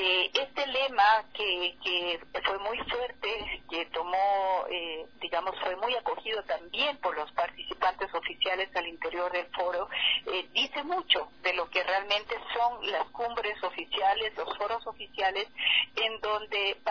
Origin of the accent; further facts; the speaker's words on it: Ecuador; nosotros sabemos, como ecuatorianos y ecuatorianas